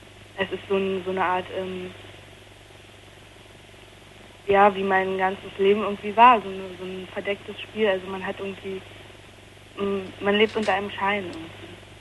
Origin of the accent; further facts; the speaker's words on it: Potsdam, Brandenburg, Germany; moved away; also born or lived in North Rhine-Westphalia; ich komme eigentlich eben aus Potsdam und bin nach Nordrhein-Westfalen und da habe ich dann noch halt ein halbes Jahr ungefähr noch weiter da gewohnt, also habe mir da eine Wohnung genommen, also ein Zimmer in der WG